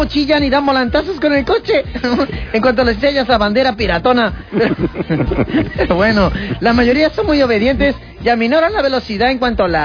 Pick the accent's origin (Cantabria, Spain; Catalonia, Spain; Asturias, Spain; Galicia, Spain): Catalonia, Spain; Reus; born there; No, nací aquí en Reus.